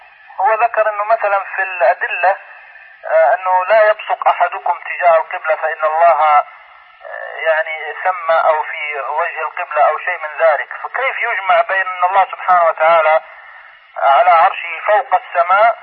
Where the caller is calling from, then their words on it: Mecca, Makkah Province, Saudi Arabia; يا شيخ أنا أحدثك من مكة المكرمة.